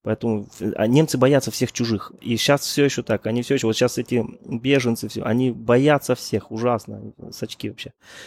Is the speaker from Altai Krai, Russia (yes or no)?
yes; Kamen-na-Obi, Altai Krai, Russia; born there; я родился на Алтайском крае, я родился в городе Камень-на-Оби, это между Новосибирском и Барнаулом. И некоторые из моих родных переехали в Горно-Алтайск, например, и живут там. Ну, у меня там еще осталась родня.